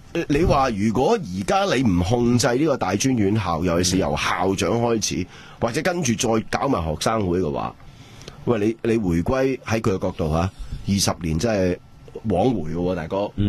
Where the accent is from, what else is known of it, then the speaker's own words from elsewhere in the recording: Hong Kong; 你真系俾个 ultimatum 我哋香港人。